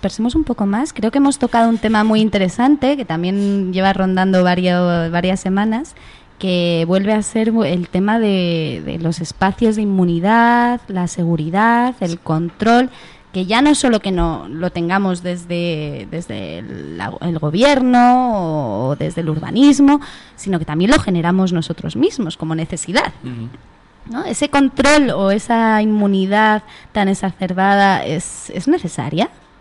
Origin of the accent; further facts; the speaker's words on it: Madrid, Community of Madrid, Spain; cuando empezaba a salir de pequeña por Madrid